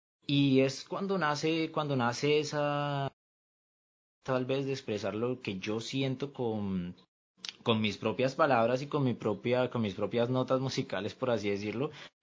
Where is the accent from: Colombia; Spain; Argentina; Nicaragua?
Colombia; tengo 18 años y así como dice Milton, mucho gusto, soy de Colombia.